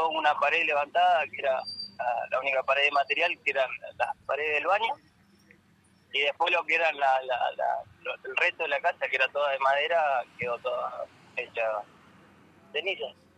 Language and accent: Spanish; Comodoro Rivadavia, Chubut, Argentina; Sí, yo soy de Comodoro y mi novia es de Sarmiento. Nosotros somos del sur, de la provincia de Chubut.